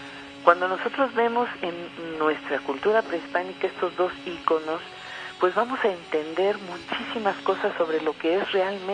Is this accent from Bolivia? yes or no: no; Mexico; Así somos las mujeres mexicanas. Estamos dando la cara ahora por este país maravilloso